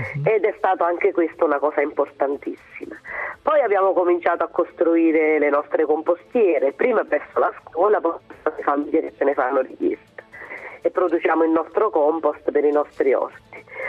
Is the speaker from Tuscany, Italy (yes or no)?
no; Campania, Italy; moved away as an adult; io ho fatto in omaggio alla mia terra, che è la terra dei fuochi, dove, insomma, da dove sono andata via